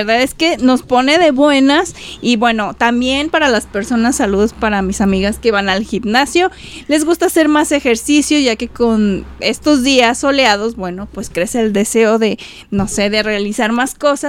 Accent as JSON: {"language": "Spanish", "country": "Mexico", "said": "como mexicana me siento tan orgullosa de las raíces, porque eso nos identifica como mexicanos."}